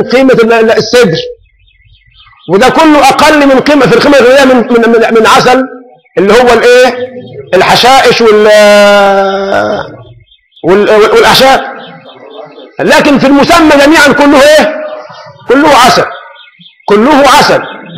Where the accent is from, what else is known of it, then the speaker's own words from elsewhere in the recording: Egypt; احنا هنا كمصريين يعني بنحب اللون شوي